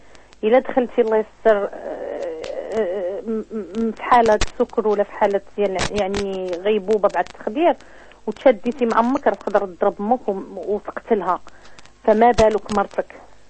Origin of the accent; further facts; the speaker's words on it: Morocco; راه القانون عندنا في المغرب الحمد لله